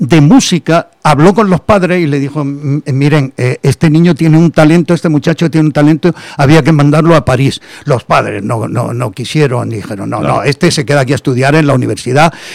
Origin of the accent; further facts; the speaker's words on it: Granada, Andalusia, Spain; Mi infancia en el Albaicín. Mi infancia, estuve hasta los 11 años, estuve en el Albaicín. A los 11 años nos mudamos al barrio de La Chana.